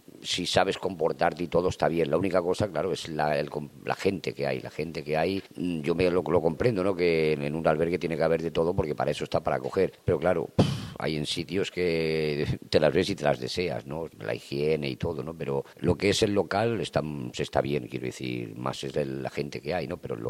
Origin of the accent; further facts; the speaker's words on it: Catalonia, Spain; born there; also born or lived in Jaén; Yo soy nacido en Cataluña, pero vivía en Jaén.